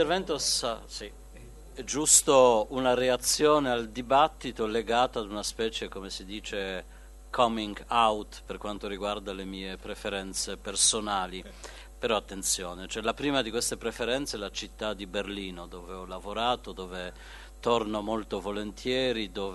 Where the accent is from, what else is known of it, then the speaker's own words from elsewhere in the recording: Poland; Italian is a second language; Io come polacco avrei anche qualcosa da obiettare